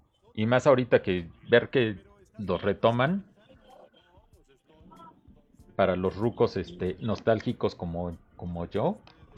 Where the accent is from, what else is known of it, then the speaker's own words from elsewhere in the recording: Mexico; estas caricaturas y de pequeño, en México, cuando todavía, estas fueron de antes de cuando todavía no había el TLC, el Tratado de Libre Comercio con Estados Unidos. Y entonces, una señora de ahí del pueblo donde vivía traía fayuca